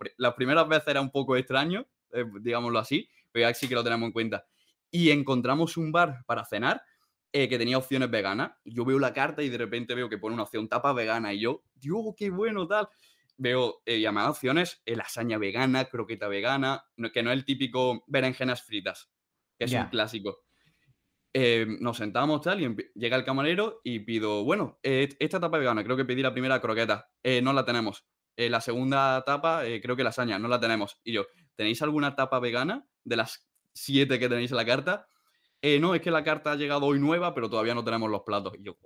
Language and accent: Spanish; Lucena, Andalusia, Spain; born there; now in Almería, Spain; yo, por ejemplo, vivo en Almería, pero yo nací en Lucena, en Córdoba, ¿no?